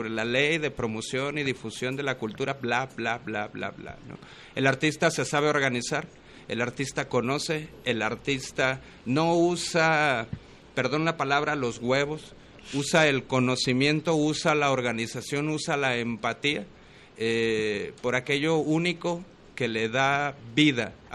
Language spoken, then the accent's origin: Spanish; Guadalajara, Jalisco, Mexico; el teatro que yo hago y el impuesto que yo genero como tapatío